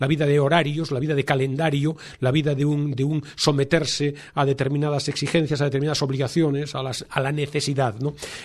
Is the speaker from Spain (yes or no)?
yes; Vigo, Galicia, Spain; yo soy de Vigo y me recuerdo eso, la piel salada